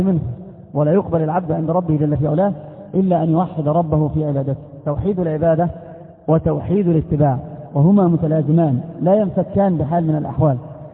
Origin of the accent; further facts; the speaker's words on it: Egypt; كما قالوا عندنا في مصر مثل يقارب هذا المعنى